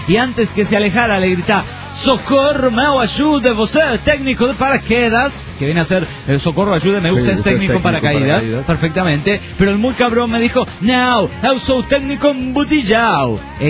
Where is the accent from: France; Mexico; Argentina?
Mexico; Monterrey, Nuevo León; Yo no dije que me discriminabas por ser de Monterrey